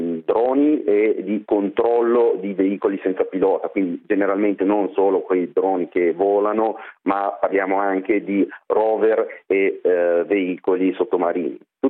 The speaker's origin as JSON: {"language": "Italian", "town": "Varese", "region": "Lombardy", "country": "Italy", "said": "Allora, 30 anni, sono di Varese"}